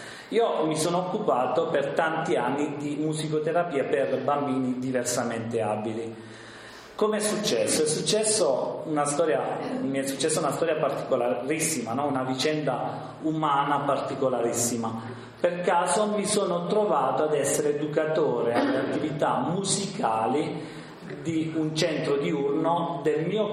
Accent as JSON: {"language": "Italian", "region": "Apulia", "country": "Italy", "said": "vengo dalla Puglia"}